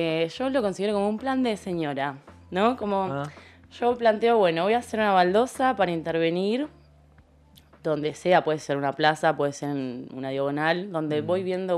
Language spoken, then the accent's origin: Spanish; Mar del Plata, Buenos Aires Province, Argentina; now in La Plata, Argentina; Yo soy marplatense, tengo 29 años, wow. Hace 5 años que estoy en La Plata y estudio cerámica en la facultad.